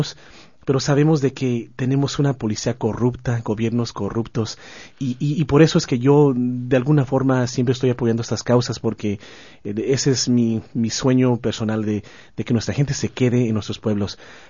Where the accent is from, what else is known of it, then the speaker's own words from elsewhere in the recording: Michoacán, Mexico; primeramente soy michoacano y tengo familia que vive ahí